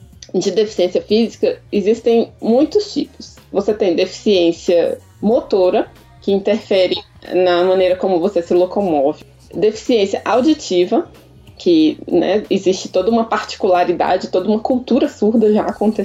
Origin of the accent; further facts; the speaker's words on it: Brasília, Federal District, Brazil; Ah, então, eu sou arquiteta, sou de Brasília.